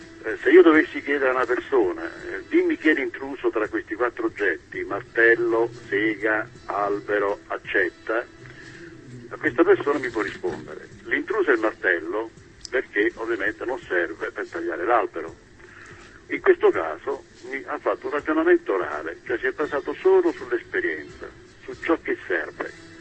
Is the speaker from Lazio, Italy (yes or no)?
no; Calabria, Italy; Beh, sono un ragazzo di Calabria, sono nato vicino a Crotone